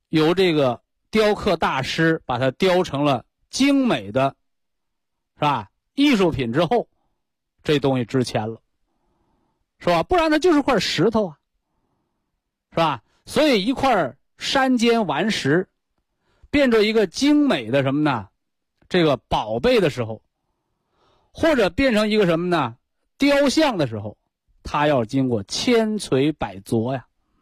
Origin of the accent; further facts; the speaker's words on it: China; 就像我们中国人讲这个养儿育女的，是吧？